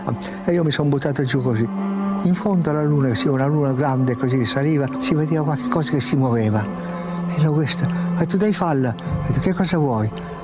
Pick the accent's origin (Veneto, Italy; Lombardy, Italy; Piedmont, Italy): Piedmont, Italy; E io forse, e poi da piemontese fesso, testardo, io ho detto no, io devo andare.